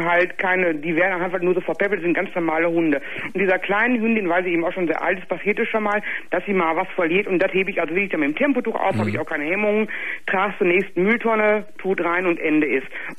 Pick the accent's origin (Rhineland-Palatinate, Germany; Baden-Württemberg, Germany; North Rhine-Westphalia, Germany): North Rhine-Westphalia, Germany; Gelsenkirchen; Nee, also wie gesagt, ich komme aus Gelsenkirchen.